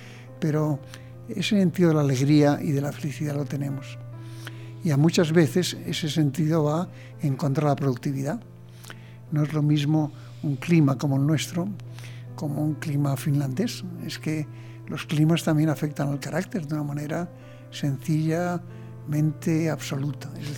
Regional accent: Spain; Y luego también soy español claramente, ¿no?

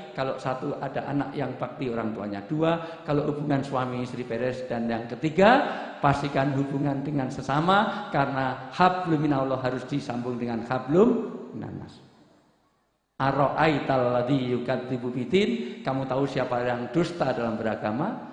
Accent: Java, Indonesia; saya orang Jawa, pantunnya Jawa saja.

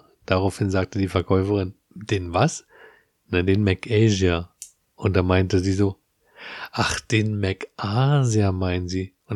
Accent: Berlin, Germany; Selbst ich als Berliner, der das ganz gut kennt, kann das immer nicht so greifen.

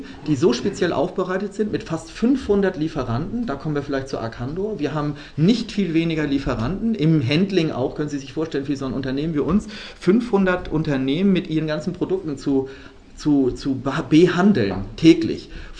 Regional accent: Northern Germany, Germany; ich komme aus Norddeutschland und bin ja wie ein Sizilianer, wie Sie vielleicht merken, also eher schnell dabei.

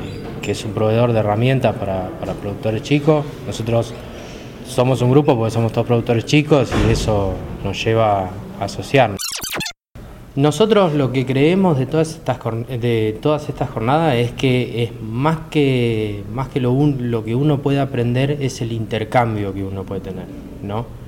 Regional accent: Carlos Tejedor, Buenos Aires Province, Argentina; soy de Carlos Tejedor.

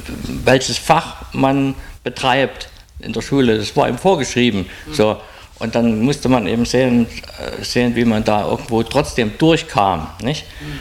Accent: Saxony, Germany; Also, ich bin im Dorf geboren, im Erzgebirge, etwas hügelig schon, ganz kleines Dorf, im Pfarrhaus sozusagen geboren.

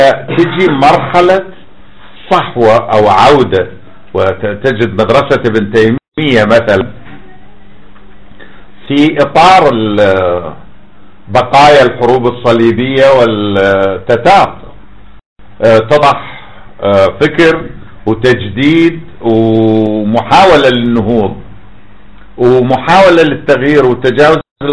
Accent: Iraq; عندنا في العراق جاب قمنا نجد على الارصفة

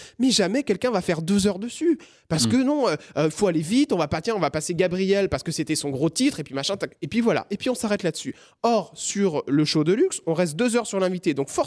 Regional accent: Rennes, Brittany, France; Moi, vous savez, je suis un petit Breton qui vient de Rennes

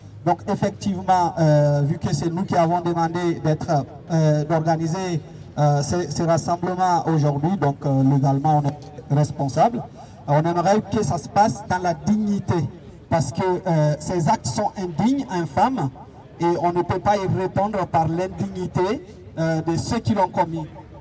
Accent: France; moi, en tant que français, je me sens concerné par sa mort. Et ça se passe chez moi

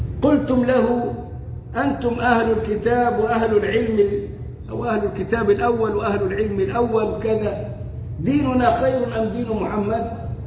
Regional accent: Egypt; عندنا في مصر يقولوا

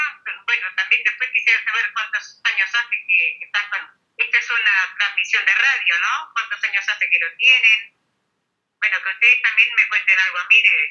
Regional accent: Uruguay; Yo soy de Uruguay y mi compañero es argentino.

